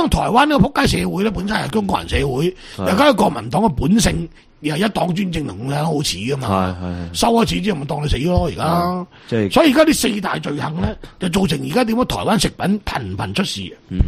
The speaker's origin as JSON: {"language": "Cantonese", "region": "Guangdong", "country": "China", "said": "第一个上海人，第二个福建人，第三个我哋广东人。"}